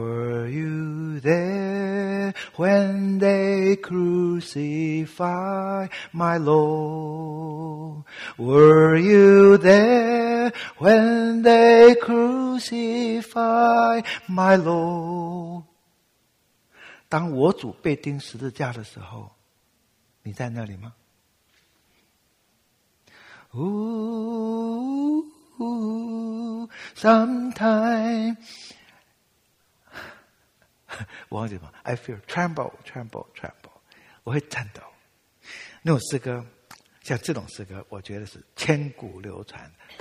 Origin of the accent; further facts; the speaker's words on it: Taiwan; 我们台湾话有一句话哈